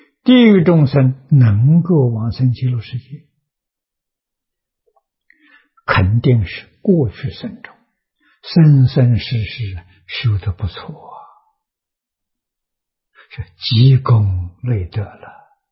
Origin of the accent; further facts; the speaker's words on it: China; 我们中国人这老人常讲啊，佛弟子要给佛贴金呢